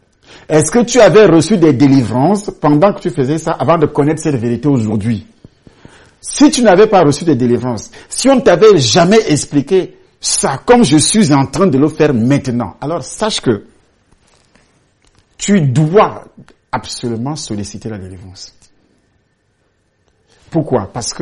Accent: Douala, Littoral, Cameroon; now in Edea, Cameroon; Je vivais en ville, Douala, surtout Douala que moi je connais beaucoup. J'ai grandi à Douala, je suis arrivé à Douala étant encore petit. J'ai fait mes études, tout ce qui est nécessaire à Douala.

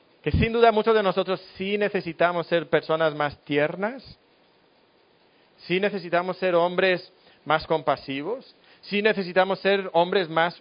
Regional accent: Spain; now in Mexico; No sé si aquí en México, pero en España, de donde yo soy, dicen, está hecho un flan.

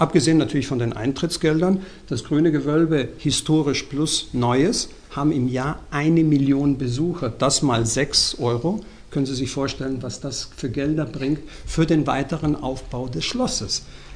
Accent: Mexico; German is a second language; Allein meine Heimat, also Mexiko, hat ja die größte Anzahl an verschiedenen Kulturen, die es überhaupt auf dem ganzen amerikanischen Kontinent gibt.

